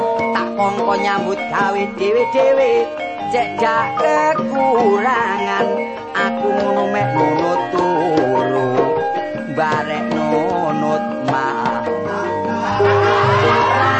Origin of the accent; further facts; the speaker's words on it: Surabaya, East Java, Indonesia; Saya seorang seniman asal dari kota Surabaya.